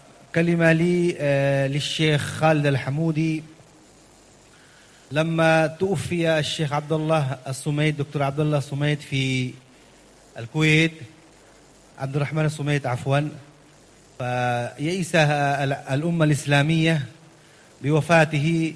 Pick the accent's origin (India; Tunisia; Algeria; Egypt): India; وأنا من الهند أيضا نحن في هذه المشكلة